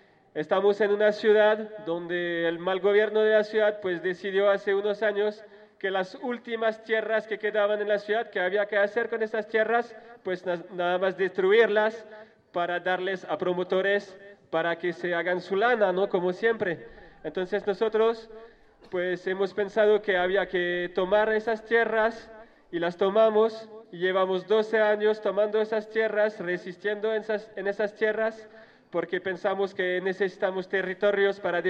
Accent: France; Spanish is a second language; Yo soy de Francia, formo parte de la caravana

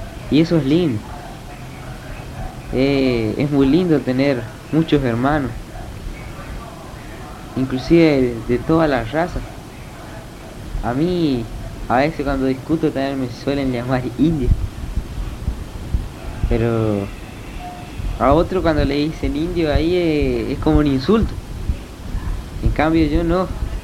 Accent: Castelli, Chaco, Argentina; Y además estaba vos y estaba parte de mí en el Chaco. Estaba mi pueblo ahí, Castelli.

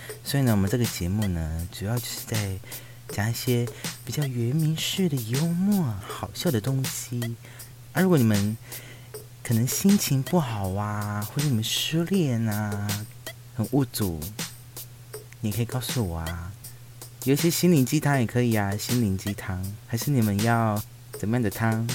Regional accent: Taimali, Taitung County, Taiwan; 因为我老家在泰马里。然后我刚刚讲的是台湾话，是东排的台东的那边台马里的部分，但是说实话我也不是很纯的原住民

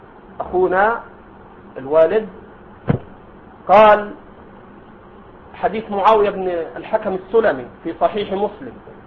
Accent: Egypt; هذا عندنا في مصر موجود، ما أدري عندكم

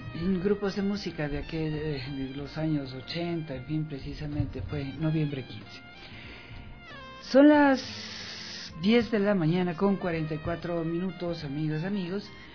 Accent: Ecuador; Para nosotros, los ecuatorianos, no importa si somos quiteños o de dónde seamos

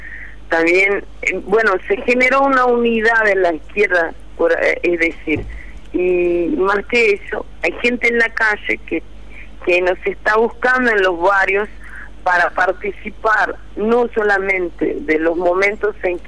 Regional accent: São Paulo, Brazil; Spanish is a second language; Yo soy de São Paulo. Yo vivo hoy en una favela de la región oeste de la capital, pero yo soy nacida en ABC Paulista, que es la región conurbada de São Paulo

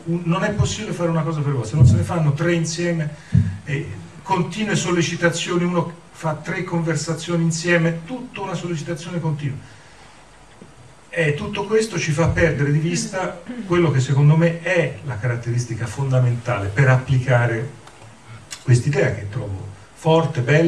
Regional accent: Pisa, Tuscany, Italy; vengo da Pisa, sono toscano

